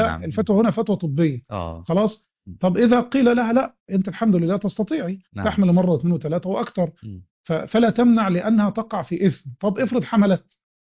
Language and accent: Arabic; Egypt; خاصه مثلا عندنا في مصر في بعض الريف الصعيد